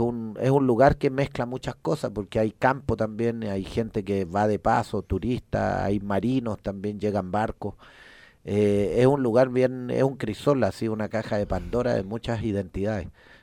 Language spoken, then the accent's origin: Spanish; Chile; es un poco loco como somos los chilenos